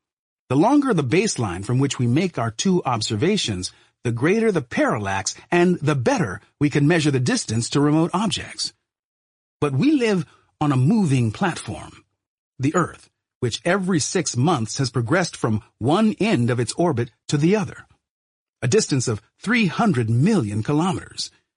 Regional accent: Brooklyn, New York, United States; humans answered the question that had so excited me as a boy growing up in Brooklyn.

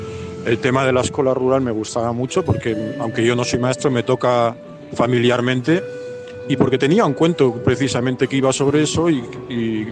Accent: Valencian Community, Spain; now in Pamplona, Spain; Vivo en Pamplona, pero sí, soy valenciano.

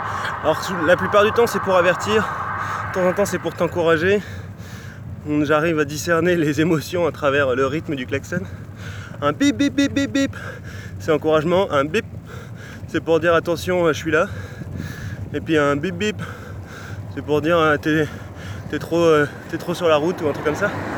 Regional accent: France; j'ai 29 ans. Je suis parti il y a 3 mois, 5 jours maintenant, de chez moi en France, et je suis actuellement après Istanbul, entre Istanbul et Ankara.

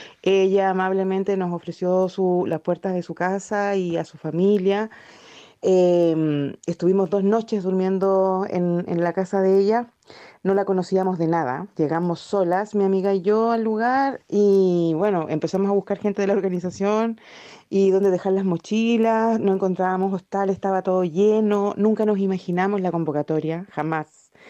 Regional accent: Chile; soy chilena, vivo en Ainilmapu, que bueno, en español es la tierra de Valdivia, en el sur.

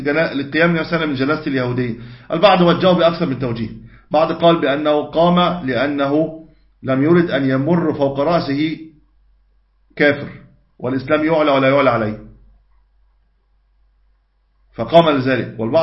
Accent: Egypt; ودي موجودة طبعا عندنا في مصر

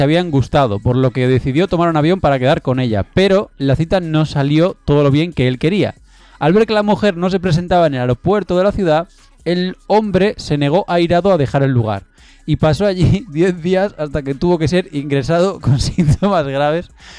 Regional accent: Asturias, Spain; Soy asturiano.

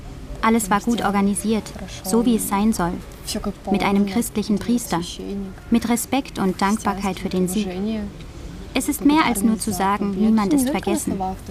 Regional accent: Chausy, Mogilev Region, Belarus; moved away; Mindestens einmal im Jahr fahre ich nach Chausse. Das ist meine Heimatstadt. Sie hat 10.000 Einwohner und liegt im Osten von Belarus, 70 Kilometer von der russischen Grenze entfernt.

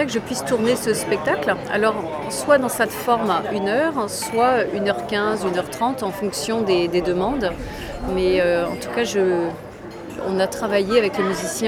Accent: Strasbourg, Grand Est, France; on me réserve un chien à Strasbourg, dans ma ville natale

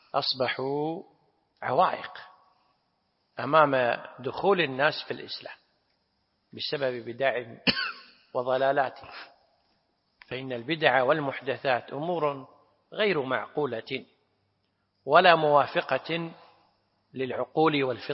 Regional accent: Kuwait; أنا أدركت بعض القبائل عندنا في الكويت في الثمانينات

